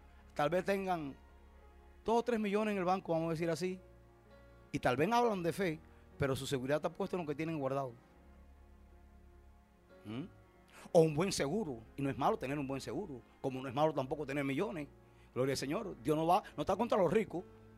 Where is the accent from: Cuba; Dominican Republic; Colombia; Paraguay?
Cuba; Puerto Padre, Las Tunas; Ahí tuve años viviendo hasta el año 80 que regresé a mi pueblo natal, Puerto Padre.